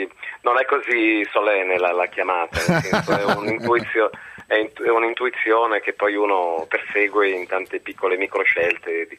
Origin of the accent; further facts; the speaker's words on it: Lombardy, Italy; io vengo dal Varesotto, un'educazione protestante, cattolica, severa